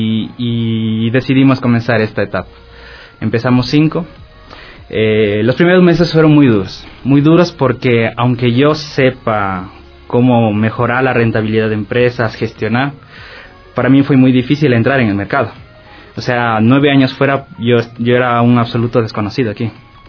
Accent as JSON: {"language": "Spanish", "country": "Ecuador", "also_born_or_lived": "Spain", "moved": "yes", "said": "Bueno, yo salí de aquí de Ecuador hace 15 años, entonces yo estuve en España, lo típico"}